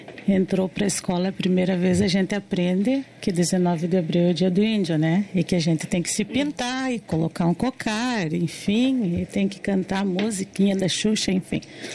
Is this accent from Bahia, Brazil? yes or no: no; Paraná, Brazil; Eu sou paranaense, meus irmãos são paranaenses.